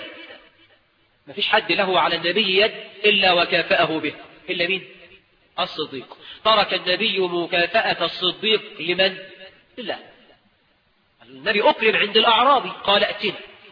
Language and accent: Arabic; Egypt; وإحنا كمصريين نطلق الجزء ونريد به الكل.